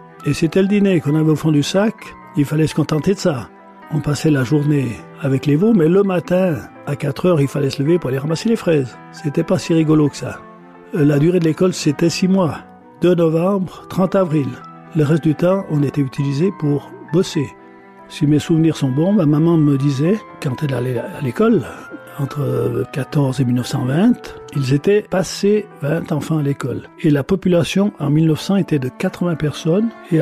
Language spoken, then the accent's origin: French; Vicher, Switzerland; Mon papa était de Fontaine-de-Suye et ma maman était de Vicher. Je suis né le 10 mars 1941 et j'ai vécu mon enfance, ma jeunesse à Vicher.